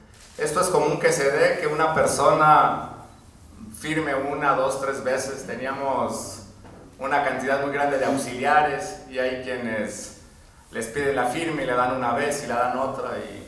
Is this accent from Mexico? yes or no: yes; Mexico; como mexicanos, como mexicanas de abajo, dolidos y dolidas por esta guerra